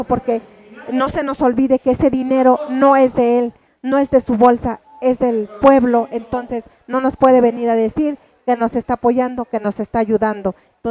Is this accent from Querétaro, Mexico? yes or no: yes; Santiago Mezquititlán, Querétaro, Mexico; a Santiago Mezquititlán, de donde soy originaria